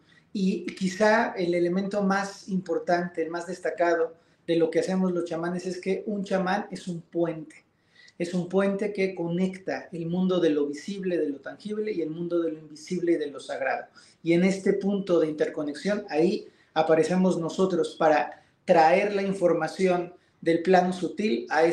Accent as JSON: {"language": "Spanish", "country": "Mexico", "said": "En mi país, en México, la mayoría de las veces tiene que ver con un linaje que te heredan tus abuelos, tus padres, miembros de tu familia"}